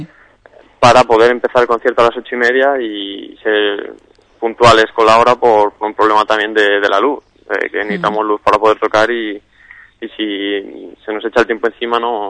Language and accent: Spanish; Valladolid, Castile and León, Spain; now in Seville, Spain; no soy de aquí, soy de Valladolid, soy estudiante de Valladolid que está en Sevilla estudiando